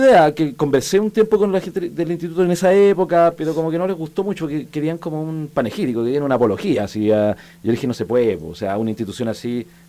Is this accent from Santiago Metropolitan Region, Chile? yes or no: yes; Ñuñoa, Santiago Metropolitan Region, Chile; No, yo nací en Ñuñoa. Soy ñuñoino hasta los 18 años más o menos.